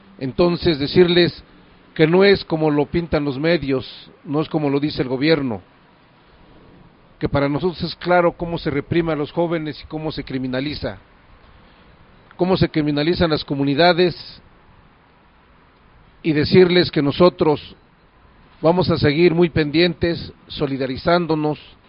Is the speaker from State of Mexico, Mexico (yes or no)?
yes; Xochicuautla, State of Mexico, Mexico; Nosotros venimos de la comunidad de Xochicuautla, comunidad del Estado de México.